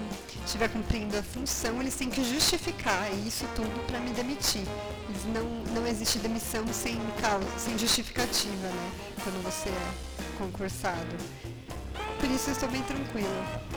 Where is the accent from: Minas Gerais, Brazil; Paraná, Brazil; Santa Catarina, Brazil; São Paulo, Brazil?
São Paulo, Brazil; Porque o comum, eu sou de São Paulo, e o comum é você jogar fora e comprar outro.